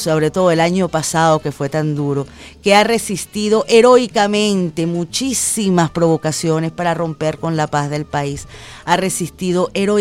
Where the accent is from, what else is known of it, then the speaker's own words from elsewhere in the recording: Venezuela; Somos hermanos, somos venezolanos.